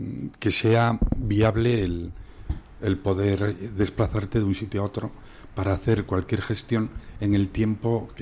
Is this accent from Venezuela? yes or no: no; Milagro, Navarre, Spain; yo soy de Milagro. Algunas cosas han cambiado bastante.